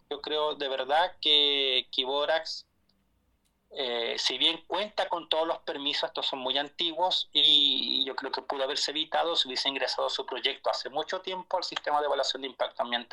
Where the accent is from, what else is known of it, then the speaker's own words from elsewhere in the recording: Arica y Parinacota, Chile; Que nos preocupemos como ariqueños, parinacotenses, como chilenos del país